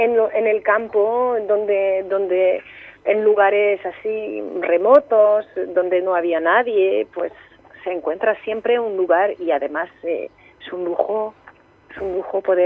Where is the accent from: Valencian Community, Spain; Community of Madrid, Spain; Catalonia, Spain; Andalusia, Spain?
Andalusia, Spain; Cariatís; pues concretamente en mi pueblo, en Cariatís, que está, bueno, en un valle a 70 kilómetros al norte de Almería